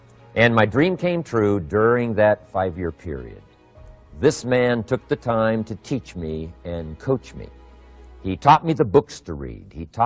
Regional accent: Idaho, United States; I grew up in Idaho, farm country. My father still lives on the old homestead where I grew up, southwestern Idaho.

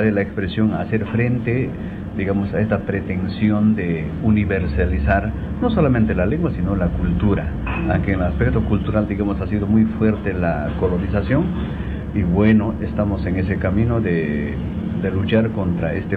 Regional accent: Cunurana Bajo, Puno, Peru; Yo soy originario de una comunidad campesina que se llama Cunurana Bajo. Esto corresponde al distrito de Santa Rosa, provincia de Melgar, departamento de Puno. Pero desde los 3 años de edad vivo en el Cusco, específicamente en el distrito de Sicuani.

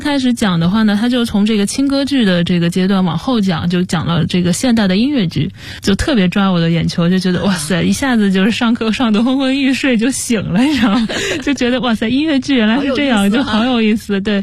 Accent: Zhejiang, China; 我爸是公务员，但是我妈妈是从商的。然后因为我是浙江人嘛，其实家里面的亲戚啊，这些从事这种商业的还挺多的。

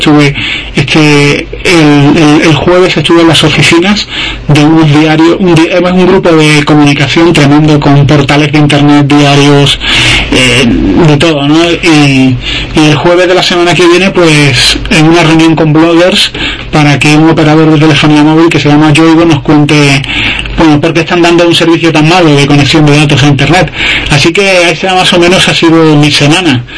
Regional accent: Spain; iba a echarme la siesta como buen español

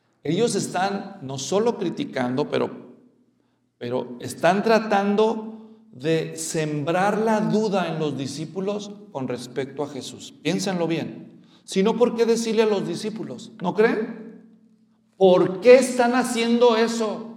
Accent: Guadalajara, Jalisco, Mexico; Yo ya sabía, porque yo soy de Guadalajara y empezaron ellos.

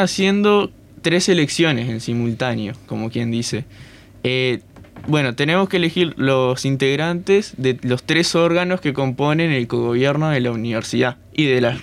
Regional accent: San José, Uruguay; yo que soy de San José, puedo votar en allá

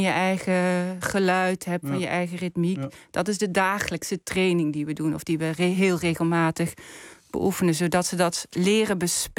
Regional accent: Maastricht, Limburg, Netherlands; Ik kom zelf uit Maastricht. En dat betekent niet dat ik nooit door mag laten klinken dat ik daar vandaan kom.

